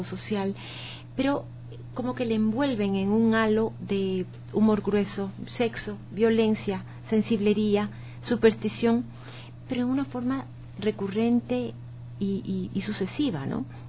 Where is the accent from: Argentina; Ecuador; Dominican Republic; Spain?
Ecuador; no se está trabajando en función de la sociedad, de los valores que tenemos como ecuatorianos